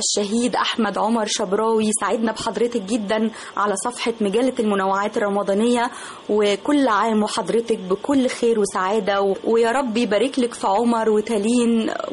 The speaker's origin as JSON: {"language": "Arabic", "country": "Egypt", "said": "اكيد مشاهد صعبه بتمر علينا كلنا كمصريين"}